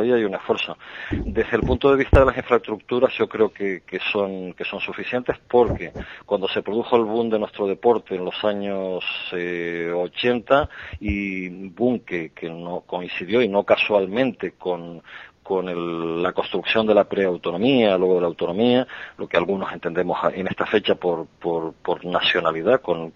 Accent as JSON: {"language": "Spanish", "town": "Tenerife", "region": "Canary Islands", "country": "Spain", "said": "yo ya tenía mi vida personal en Tenerife, en Canarias, tenía dos hijas, me hubiera costado muchísimo despegarme de mis hijas y de mi tierra"}